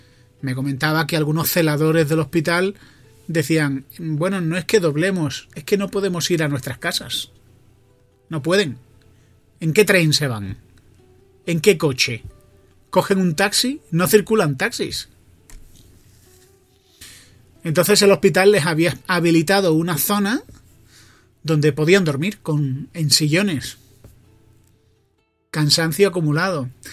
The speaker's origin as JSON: {"language": "Spanish", "region": "Andalusia", "country": "Spain", "lives_now": "Madrid, Spain", "said": "yo soy de Madrid. Bueno, yo soy andaluz, pero vivo en Madrid y ya me considero de Madrid."}